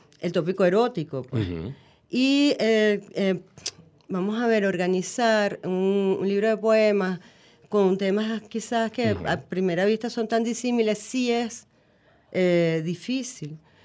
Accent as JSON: {"language": "Spanish", "country": "Venezuela", "said": "Yo soy una venezolana típica, yo no bailo."}